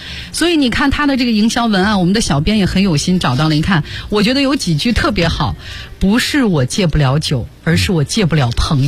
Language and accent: Chinese; Shanxi, China; 甚至包括我的老家生产的汾酒